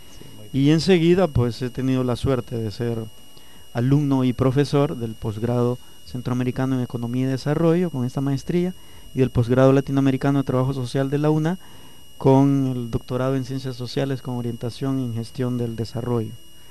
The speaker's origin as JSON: {"language": "Spanish", "country": "Nicaragua", "tie": "born or raised there", "moved": "as an adult", "lives_now": "Honduras", "said": "Soy un nicaragüense y soy un hondureño. Nací en Nicaragua desde 1973 a 1997 y renací en Honduras desde 1998 al año 2013."}